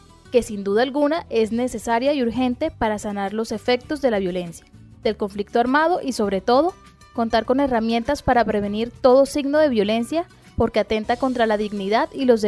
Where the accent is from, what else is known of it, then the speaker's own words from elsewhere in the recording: Colombia; Nosotros como colombianos necesitamos recorrer paso a paso los caminos de la reconciliación.